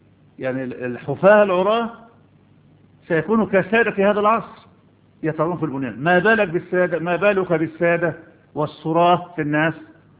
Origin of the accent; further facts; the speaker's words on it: Egypt; هنقول ما عندنا في مصر نسكت